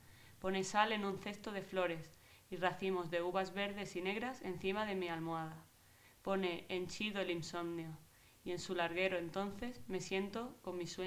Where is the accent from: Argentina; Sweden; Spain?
Spain; Málaga, Andalusia; Yo vengo de Málaga y he estado allí muchos años en un estudio, ¿no?, con otros compañeros